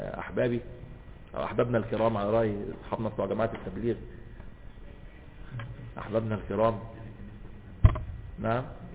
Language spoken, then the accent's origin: Arabic; Alexandria, Alexandria Governorate, Egypt; انا اسكندراني